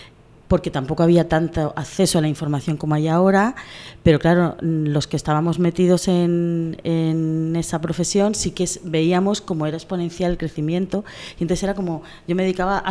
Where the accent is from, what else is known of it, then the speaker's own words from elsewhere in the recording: Pamplona, Navarre, Spain; also born or lived in Cartagena; now in Murcia, Spain; Claro, yo vivía en Pamplona. O sea, yo nací en Cartagena, pero desde muy pequeña me fui fuera de Cartagena y me he criado, la mayor parte de mi infancia me he criado en Pamplona.